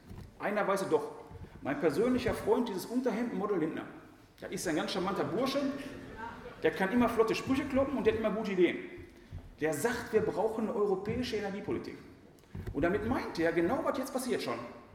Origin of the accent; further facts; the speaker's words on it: Essen, North Rhine-Westphalia, Germany; bei uns in Essen ist das die 224